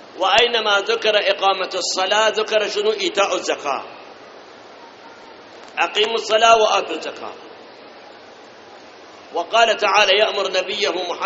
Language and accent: Arabic; Iraq; الآن أي بنك من البنوك عندنا بالعراق وغير العراق ما يتعاطون بالربا؟